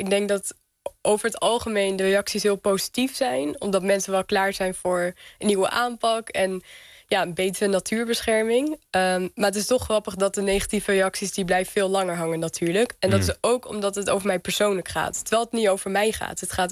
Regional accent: Lelystad, Flevoland, Netherlands; Ik groeide op in Lelystad, in Flevoland, de polder. Dus eigenlijk allemaal door de mens gemaakte natuur.

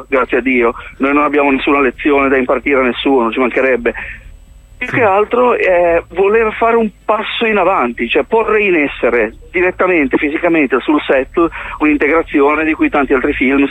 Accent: Genoa, Liguria, Italy; L'idea parte da me, l'episodio mio è di Genova, perché io sono di Genova

